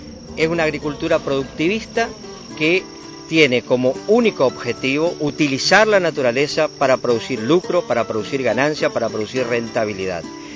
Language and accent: Spanish; Argentina; 40 millones de personas que somos los argentinos